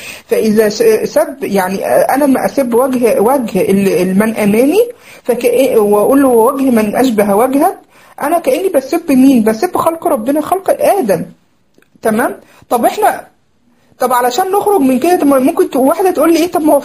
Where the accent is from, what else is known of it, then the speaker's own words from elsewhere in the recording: Egypt; وتقولي يعني في لفظنا عندنا في مصر يقولك ايه